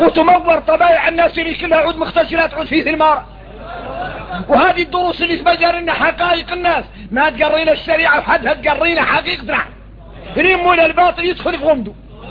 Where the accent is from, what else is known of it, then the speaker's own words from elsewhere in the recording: Mauritania; يا غير احنا موريتاني انين